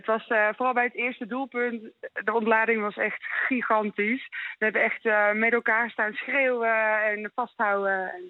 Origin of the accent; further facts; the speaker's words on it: Waalwijk, North Brabant, Netherlands; moved away as an adult; now in Wormer, Netherlands; Ik kom uit Waalwijk. Daar ben ik geboren en getogen. Ik woon inmiddels 21 jaar in Noord-Holland vanwege de liefde.